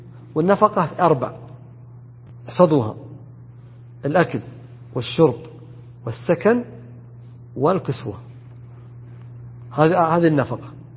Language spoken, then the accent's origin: Arabic; south, Saudi Arabia; موجود عندنا في الجنوب بخصوصا، وقد يكون في الشمال أيضا